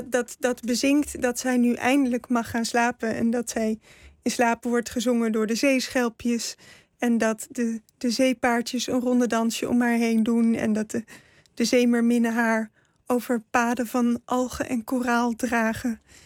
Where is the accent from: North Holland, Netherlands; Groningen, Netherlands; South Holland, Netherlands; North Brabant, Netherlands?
North Brabant, Netherlands; 's-Hertogenbosch; born there; Ik ben in Den Bosch geboren.